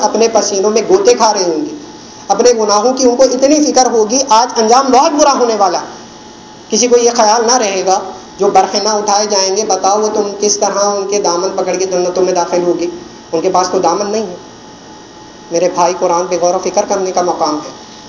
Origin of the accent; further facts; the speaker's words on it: Karachi, Sindh, Pakistan; اگر آج دیکھیں میرا تعلق کراچی سے ہے اور کراچی میں یہ بیماری پائی جاتی ہے